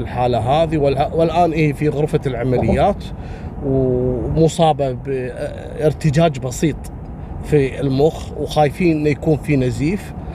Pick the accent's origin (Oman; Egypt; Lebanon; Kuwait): Kuwait